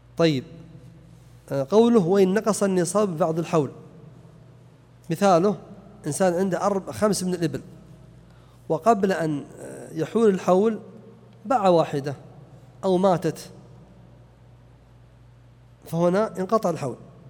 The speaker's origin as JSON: {"language": "Arabic", "region": "Najd", "country": "Saudi Arabia", "said": "لأنه يصعب خاصة عندنا في نجد أن تباع الإبل بكميات كثيرة وهي صغيرة"}